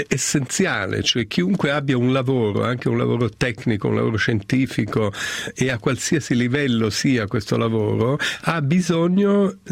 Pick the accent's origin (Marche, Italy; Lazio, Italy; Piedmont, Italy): Piedmont, Italy; Turin; Io sono torinese, vedo che artisti, scrittori della mia città